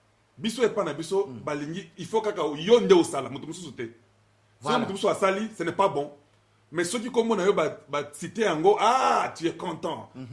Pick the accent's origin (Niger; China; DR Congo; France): DR Congo; now in United States; si je meurs en Amérique ou bien chez nous au Congo, il faut que mes enfants aient une référence.